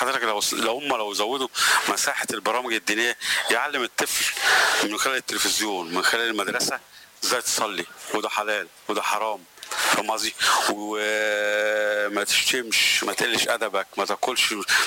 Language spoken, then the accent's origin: Arabic; Egypt; يعني عندنا في مصر في كل المجالات ناس عباقره في الزراعه وفي الطب وفي الهندسه